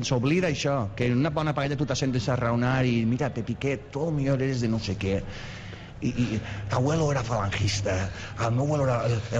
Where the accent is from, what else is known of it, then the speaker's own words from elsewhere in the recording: Sueca, Valencian Community, Spain; són de Sueca, són el meu poble.